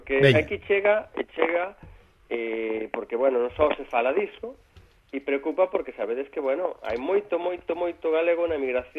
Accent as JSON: {"language": "Galician", "region": "Galicia", "country": "Spain", "said": "como os galegos estamos en todas partes, non íamos estar ali."}